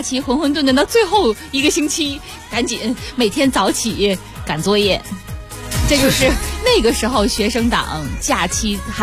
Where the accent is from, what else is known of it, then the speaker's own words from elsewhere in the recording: Nanning, Guangxi, China; 比如说我老家广西南宁，基本上我们叫绿城嘛，一年四季都是绿的